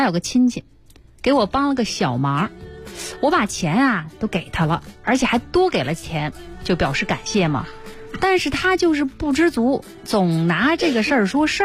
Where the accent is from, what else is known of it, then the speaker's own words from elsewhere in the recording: Beijing, China; 这种人啊，咱们北京人特别爱形容他们